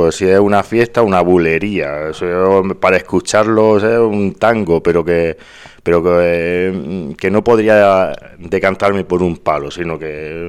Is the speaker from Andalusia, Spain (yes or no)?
yes; Granada, Andalusia, Spain; siendo granadino